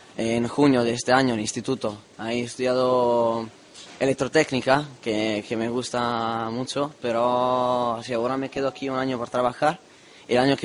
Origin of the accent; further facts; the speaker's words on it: Veneto, Italy; Yo soy de Italia, del norte de Italia, la misma provincia de Venecia.